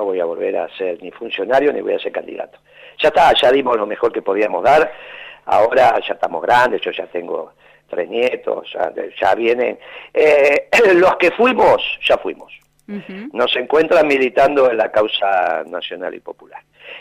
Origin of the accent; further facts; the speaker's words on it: Buenos Aires, Argentina; Ah, bueno, pero es que yo soy porteño.